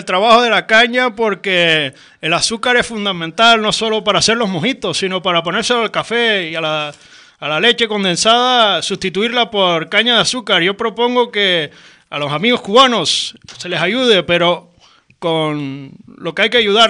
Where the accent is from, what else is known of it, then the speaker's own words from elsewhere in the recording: Canary Islands, Spain; al que yo como canario aspiro que lleguen a conseguir.